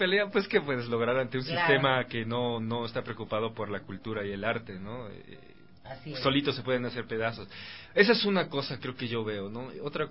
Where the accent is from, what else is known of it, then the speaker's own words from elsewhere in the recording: Mexico; moved away as an adult; now in Ecuador; no conozco mucho la historia del teatro ecuatoriano porque yo soy mexicano, pero yo he vivido aquí ya.